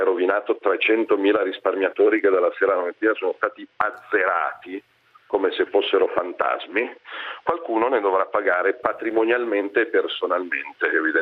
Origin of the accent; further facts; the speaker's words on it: Milan, Lombardy, Italy; il 22 ottobre io non vado a votare da milanese